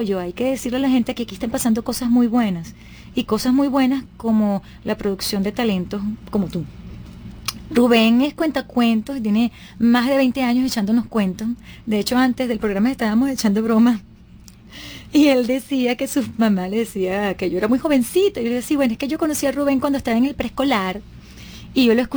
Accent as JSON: {"language": "Spanish", "country": "Venezuela", "said": "yo como venezolana me siento muy orgullosa"}